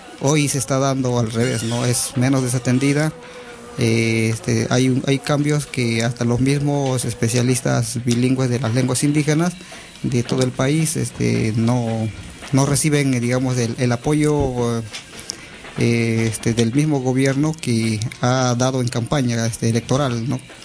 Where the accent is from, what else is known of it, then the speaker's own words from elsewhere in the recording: Central Amazon, Peru; está ubicada en la Amazonía Central del Perú, que lo conocen bastante como Selva Central